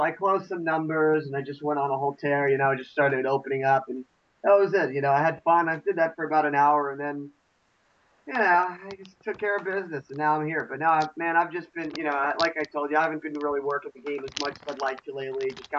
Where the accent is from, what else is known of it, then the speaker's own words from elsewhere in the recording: Connecticut, United States; I'm from a small town. I'm from Connecticut originally. That's where my roots are.